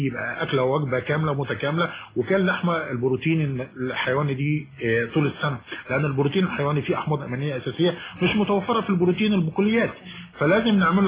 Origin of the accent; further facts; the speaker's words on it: Egypt; احنا كعادتنا كمصريين او شرقيين بنعمل اكتر من المطلوب في العزومات